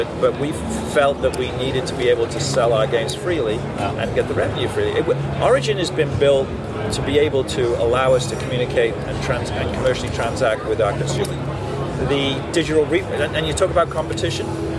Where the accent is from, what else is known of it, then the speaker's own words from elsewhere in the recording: England, United Kingdom; I grew up in England, so my family still lives there.